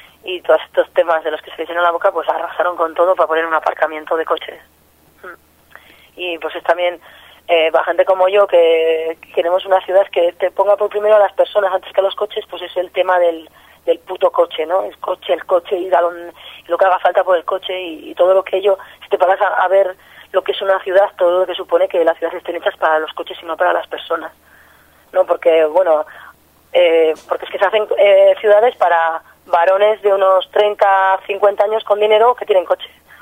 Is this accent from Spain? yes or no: yes; Pamplona, Navarre, Spain; born there; En La Rocha, que es el barrio donde yo nací, donde me considero